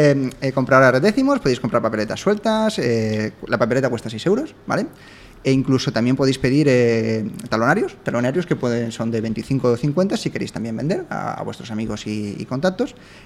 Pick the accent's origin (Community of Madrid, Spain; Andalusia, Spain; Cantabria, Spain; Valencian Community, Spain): Community of Madrid, Spain; San Blas; Cerquita de donde me he criado, yo soy de San Blas, aunque ya no vivo en San Blas